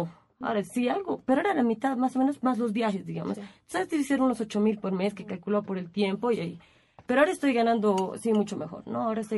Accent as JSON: {"language": "Spanish", "region": "Cochabamba", "country": "Bolivia", "said": "Soy de Cochabamba, en realidad, bueno, medio de Cochabamba."}